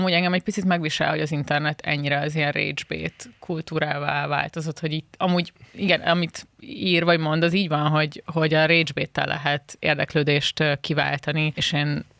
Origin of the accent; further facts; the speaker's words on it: Szeged, Csongrád-Csanád, Hungary; born there; Na, hát szülővárosom, úgyhogy csodálatos lesz.